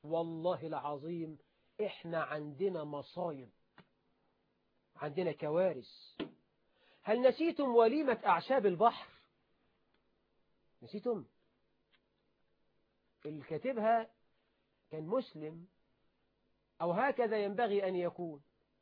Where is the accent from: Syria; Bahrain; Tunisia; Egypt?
Egypt; وأخذها المسؤولون عندنا في مصر والحمد لله.